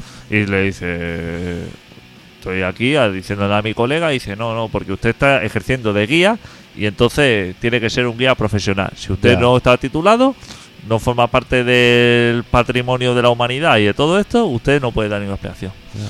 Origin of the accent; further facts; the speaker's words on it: Barcelona, Catalonia, Spain; Yo que soy de Carmelo, sí.